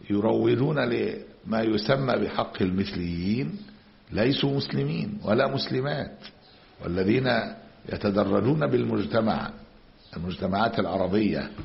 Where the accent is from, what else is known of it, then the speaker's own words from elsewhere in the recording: Egypt; بعض المدارس الألمانية عندنا في مصر من سنوات